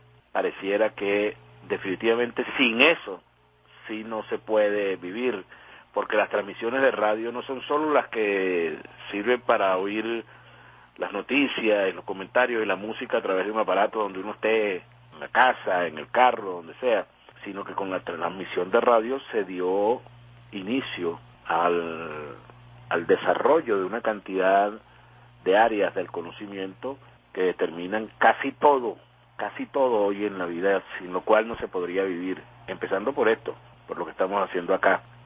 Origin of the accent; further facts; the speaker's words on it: Venezuela; el mal crónico que más nos afecta a nosotros como venezolanas y venezolanos hoy en día